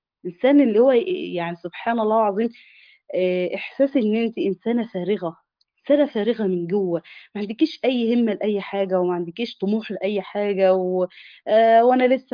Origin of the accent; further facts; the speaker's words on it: Egypt; احنا طبعا انت عارف احنا كشعب مصري